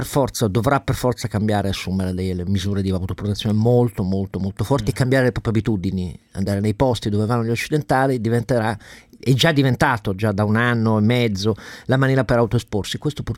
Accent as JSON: {"language": "Italian", "town": "Turin", "region": "Piedmont", "country": "Italy", "said": "io da torinese sono abbastanza soddisfatto."}